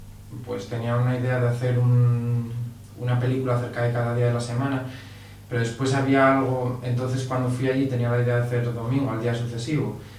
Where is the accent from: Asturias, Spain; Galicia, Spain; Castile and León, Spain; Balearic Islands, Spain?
Asturias, Spain; Pola de Siero; grabada en muy pocos días en Pola de Sierra, que es de donde yo soy.